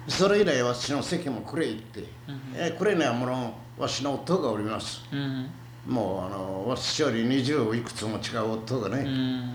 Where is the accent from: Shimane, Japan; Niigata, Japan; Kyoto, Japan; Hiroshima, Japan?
Hiroshima, Japan; Kure; ええ、広島の呉で